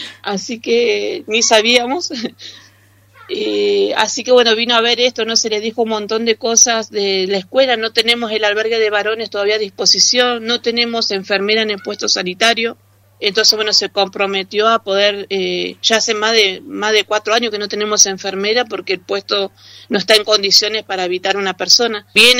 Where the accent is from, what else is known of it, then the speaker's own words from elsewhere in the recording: Villa Regina, Río Negro, Argentina; De Río Negro, del Alto Valle de Río Negro, Villa Regina. Vine con un proyecto de los salesianos como voluntaria y bueno, y me quedé.